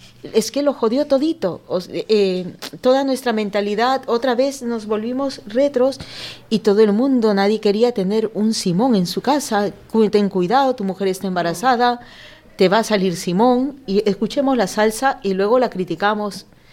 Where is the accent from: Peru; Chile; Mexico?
Peru; yo tengo 52 años, cuando yo era jovencita salió esta canción, soy de Perú